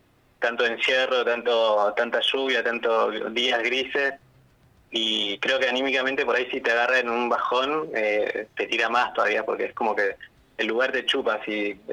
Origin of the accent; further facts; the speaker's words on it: El Bolsón, Río Negro, Argentina; Bueno, nosotros somos de Bolsón